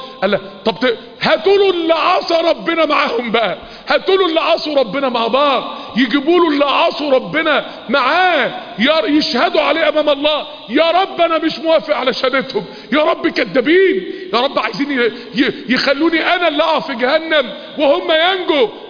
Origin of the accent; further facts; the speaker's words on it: Mansoura, Dakahlia, Egypt; افتكر يا اخواني وانا طفل صغير زمان، معرفش بقى من سنين طويلة قد ايه، وانا طفل صغير كان في المنصورة في اتوبيسات كده